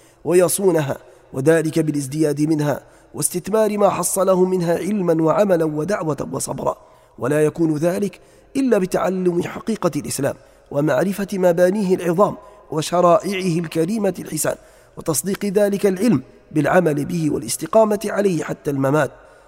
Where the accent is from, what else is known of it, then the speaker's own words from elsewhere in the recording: Libya; وأهل بلادنا ليبيا الحبيبة خاصة